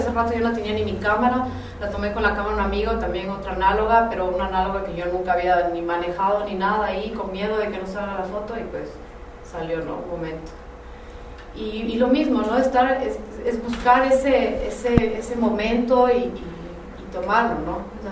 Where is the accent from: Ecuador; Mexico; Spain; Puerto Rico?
Ecuador; o así somos los ecuatorianos